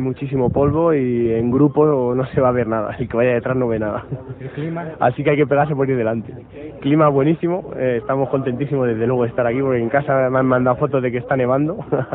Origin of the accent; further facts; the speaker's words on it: Spain; now in Italy; vivo en Italia desde hace 4 años, pero me considero más español que italiano, de todas maneras.